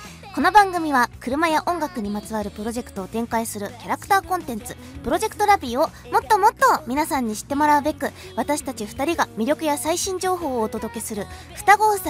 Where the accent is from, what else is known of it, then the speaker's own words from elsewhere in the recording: Tokyo, Japan; 東京の雪もさ、私東京出身なんだけどさ